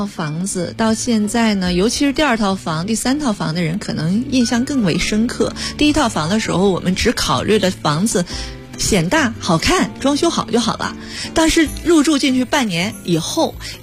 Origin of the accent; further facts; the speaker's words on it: Beijing, China; 我们北京人